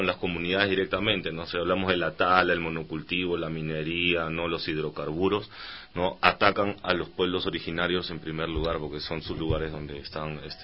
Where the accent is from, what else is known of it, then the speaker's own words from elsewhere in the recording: Peru; Por ejemplo, en mi país tenemos 17 tratados de libre comercio, entonces para una es más fácil que venga un chino, que venga un suizo y que venga un americano a poner industria